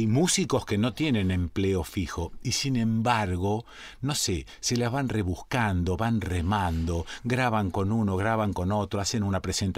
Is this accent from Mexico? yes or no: no; Rosario, Santa Fe, Argentina; viste cómo somos los santafesinos y cómo somos los rosarinos. Nunca decimos que somos santafesinos. Siempre decimos que somos rosarinos, como si fuese otra provincia